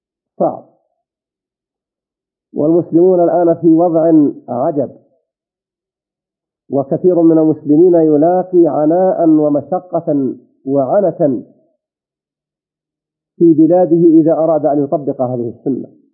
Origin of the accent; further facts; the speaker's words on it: Saudi Arabia; إذا كنت أنت في هذه البلاد، بلدنا المملكة العربية السعودية